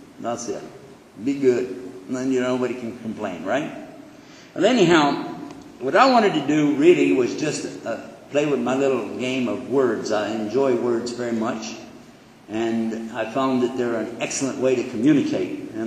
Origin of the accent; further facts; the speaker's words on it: Texas, United States; All right. I'm from Texas, you figured that out already, yeah?